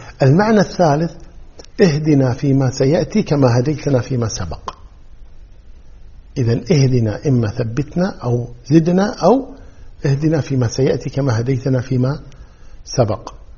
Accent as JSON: {"language": "Arabic", "country": "Kuwait", "said": "وهذه كلمة يعني مشهورة عندنا في الكويت"}